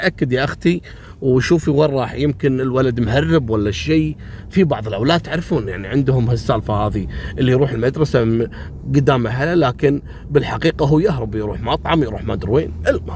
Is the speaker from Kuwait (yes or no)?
yes; Kuwait